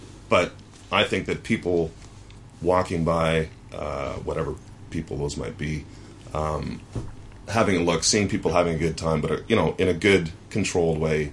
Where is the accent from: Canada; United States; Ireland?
Canada; I'm Canadian